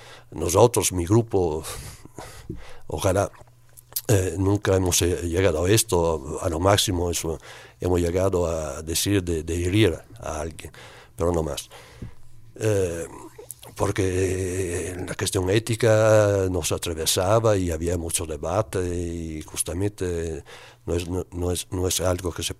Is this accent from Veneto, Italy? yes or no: yes; Veneto, Italy; Spanish is a second language; de donde vengo yo, de la provincia de Vicenza, en Italia, en esos últimos años hubo un movimiento muy, muy fuerte